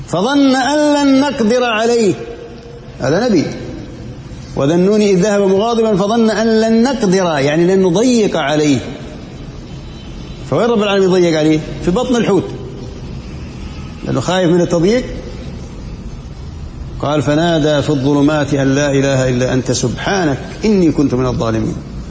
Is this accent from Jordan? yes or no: yes; Jordan; صار زلزال عندنا بالأردن كان قوي درجته قوية